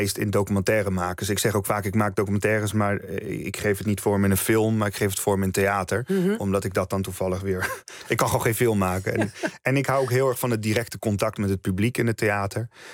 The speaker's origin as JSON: {"language": "Dutch", "country": "Netherlands", "said": "Maar het is überhaupt gek dat ik als Nederlander die kennis niet heb."}